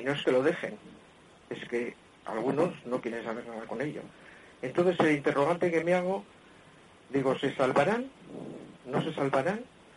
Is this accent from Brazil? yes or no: no; Bilbao, Basque Country, Spain; soy de Bilbao.